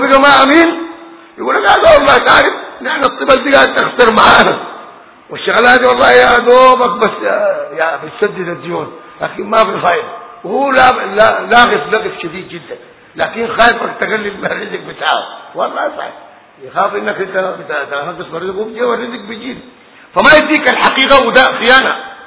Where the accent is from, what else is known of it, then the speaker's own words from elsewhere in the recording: Sudan; الناس خاصة عندنا في السودان بينظروا كثير